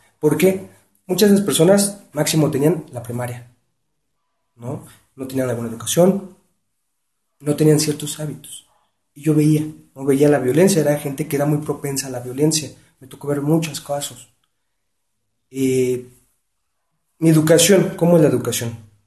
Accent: Iztapalapa, Mexico City, Mexico; also born or lived in Nezahualcóyotl; Yo nací en Nezahualcóyotl, he radicado mi vida en la colonia Renovación, Iztapalapa.

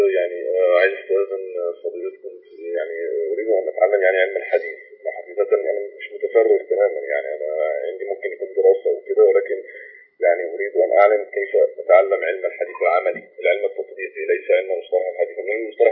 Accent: Cairo, Cairo Governorate, Egypt; أنا من القاهرة من شارع الهرم.

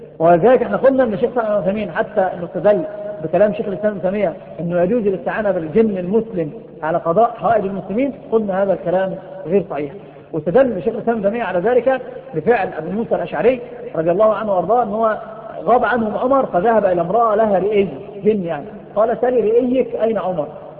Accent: Egypt; ناس عندنا في مصر بيفتحوا المندل

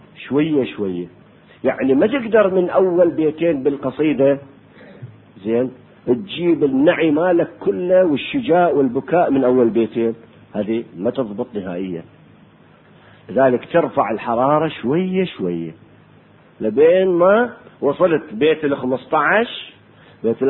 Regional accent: Iraq; accent: Iraqi; للبتلو بلهجتنا احنا العراقية ما يسموه شيناج

